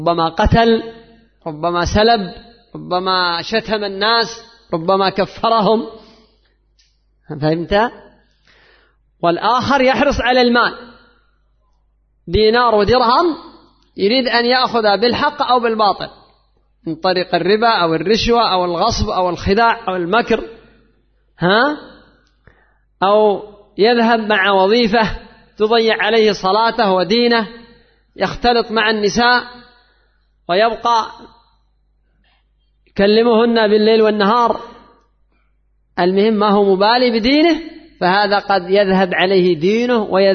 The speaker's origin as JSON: {"language": "Arabic", "country": "Yemen", "said": "عندنا في اليمن وفي ليبيا وفي مصر وفي كثير من البلدان"}